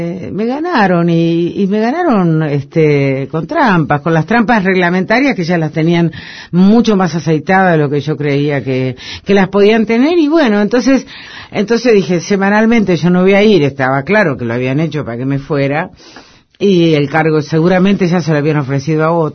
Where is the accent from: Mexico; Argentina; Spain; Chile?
Argentina; Villaguay, Entre Ríos; moved away as an adult; cuando llegué de mi pueblo, de Villaguay, de Entre Ríos, hasta el 73.